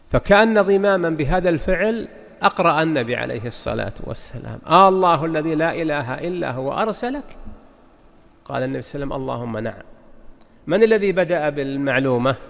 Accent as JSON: {"language": "Arabic", "region": "Najd", "country": "Saudi Arabia", "said": "هي الطريقة المشتهرة عندنا في نجد من قديم"}